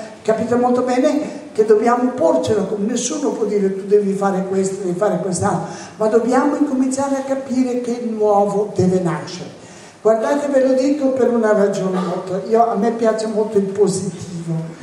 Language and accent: Italian; Naples, Campania, Italy; ma io vengo da Napoli, dal sud, che sta soffrendo immensamente